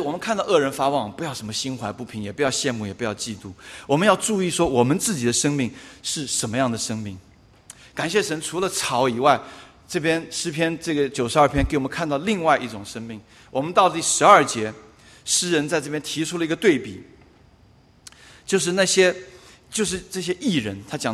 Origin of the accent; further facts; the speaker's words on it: China; 不要想到我们中国人讲的那个塔玛哈